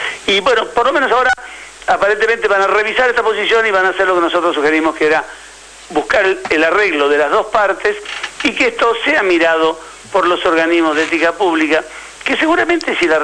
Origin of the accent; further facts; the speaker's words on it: Argentina; Yo soy argentino, quiero que a la Argentina, sí, le vaya bien.